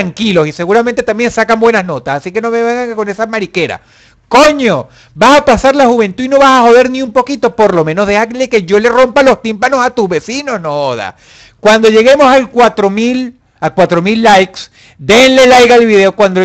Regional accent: Caracas, Venezuela; Caracas, la ciudad de donde yo nací en Baruta. En una clínica de la que no quiero acordarme. Y viví hasta los 25 años en la urbanización Miranda.

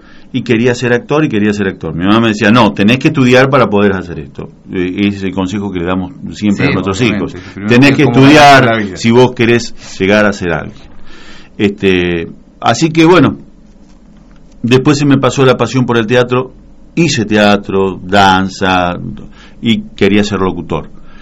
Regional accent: General Pinto, Buenos Aires Province, Argentina; born there; yo nací en General Pinto, en la provincia de Buenos Aires. Soy hijo de tamberos.

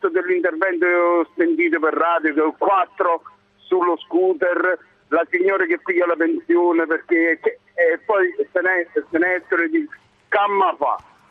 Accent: Naples, Campania, Italy; Io lavoro a Napoli, sono di Napoli, sono nato e cresciuto.

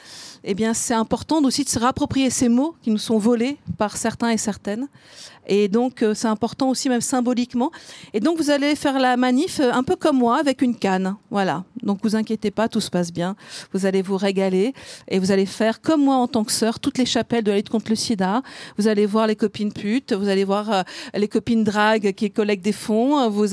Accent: Lille, Hauts-de-France, France; now in Montpellier, France; Donc moi, je suis d'une ch'ti, je suis de Lille. Maintenant, je suis à Montpellier.

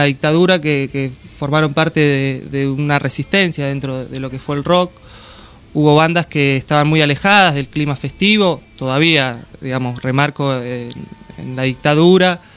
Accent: Argentina; que digamos que las tenemos en nuestro inconsciente rockero como argentinos

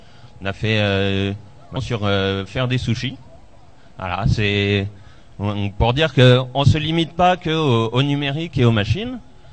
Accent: Albi, Occitanie, France; parce que moi je viens d'Albi

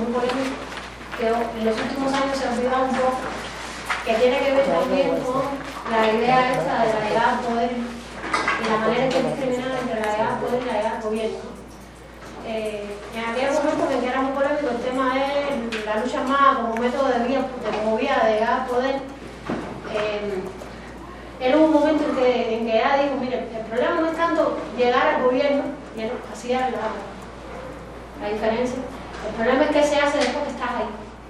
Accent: Cuba; vengo de Cuba.

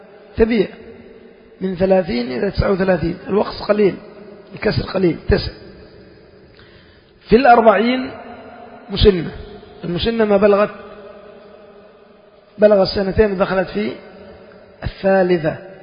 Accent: Yemen; يعني عندنا في اليمن شخص تقول من رجال

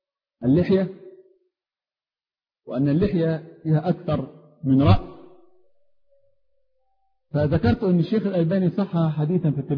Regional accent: Upper Egypt, Egypt; انا راجل صعيدي معذرة جاي من اخر الخط.

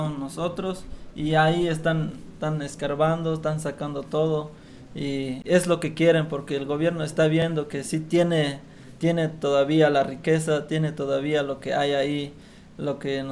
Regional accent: Chiapas, Mexico; first language Tzeltal; Spanish is a second language; estamos de nuestro dialecto, es de Tzeltal, pero ahí estamos resistiendo

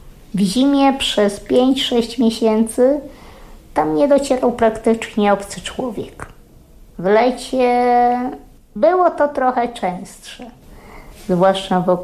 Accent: Podlaskie Voivodeship, Poland; Urodziłam się, wychowałam na wsi, kilkadziesiąt kilometrów od Łomży. W takim miejscu, gdzie diabeł mówi dobranoc.

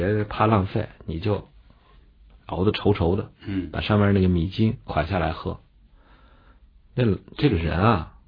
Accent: Shanxi, China; 我说我们老家山西的小米，广陵的小米最有名。

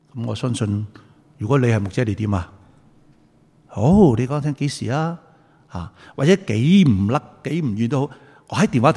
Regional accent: Guangdong, China; 我哋广东人话你系咁先啦

